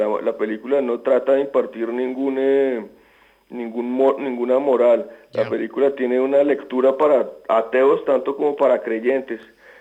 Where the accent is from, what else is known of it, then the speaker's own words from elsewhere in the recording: Greece; Spanish is a second language; son parte de mis recuerdos más indelebles de mi infancia en Grecia